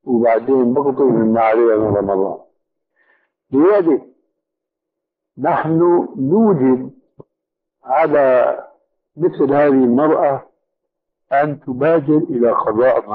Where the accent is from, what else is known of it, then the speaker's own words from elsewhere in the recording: Syria; وأنا مالي كما يقولوا عندنا في الشام حشو الكب هيك